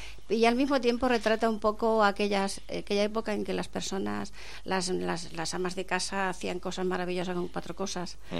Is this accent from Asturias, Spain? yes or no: no; Montefrío, Andalusia, Spain; Yo procedo de un pueblo de Granada que se llamaba Montefrío.